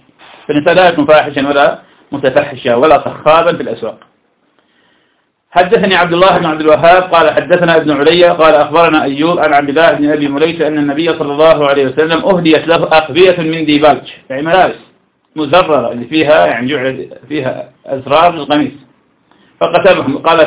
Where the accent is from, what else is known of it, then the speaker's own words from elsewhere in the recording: Iraq; أنا أعرف شخص كان عندنا في العراق